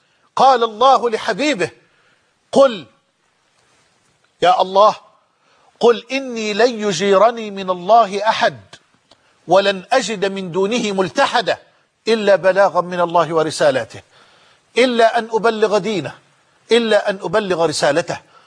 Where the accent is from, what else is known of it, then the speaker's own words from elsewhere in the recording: Egypt; وأسأله سبحانه أن يجعل بلدنا مصر أمنا أمانا